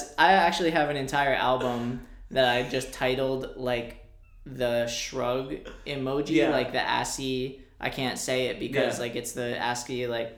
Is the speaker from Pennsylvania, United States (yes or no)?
yes; Bethlehem, Pennsylvania, United States; Well, I'm not from Jersey. I'm from Bethlehem, Pennsylvania